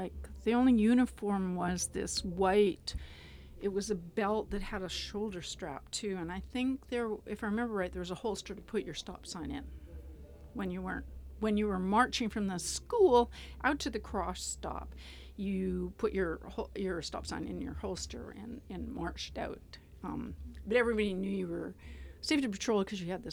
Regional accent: Calgary, Alberta, Canada; I grew up in Calgary, Alberta.

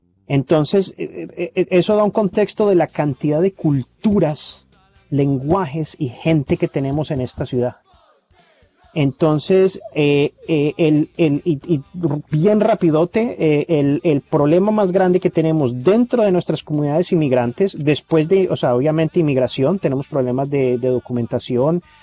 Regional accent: Colombia; now in United States; yo ahora tengo documentos y soy doble ciudadano, soy colombiano y estadounidense, pero viví 14 años como indocumentado.

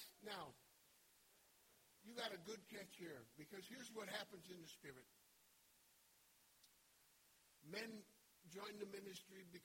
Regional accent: Denver, Colorado, United States; I'm from Denver, you know.

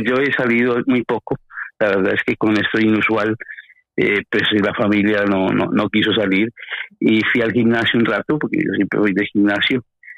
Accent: Madrid, Community of Madrid, Spain; No, yo soy de Madrid también.

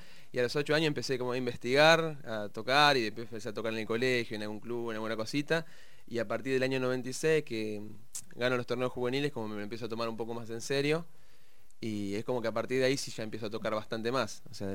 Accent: La Plata, Buenos Aires Province, Argentina; la fusión que uno tiene quizás como platense.

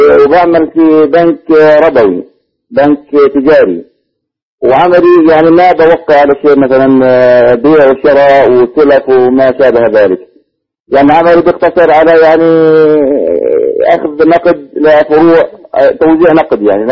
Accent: Jordan; أنا من الأردن

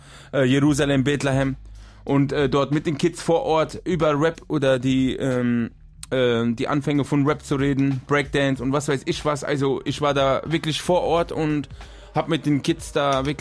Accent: Germany; born there; also Deutschland ist mein Heimatland. Also ich bin hier geboren, ich fühle mich hier wohl und woanders kann ich mir jetzt gar nicht vorstellen.

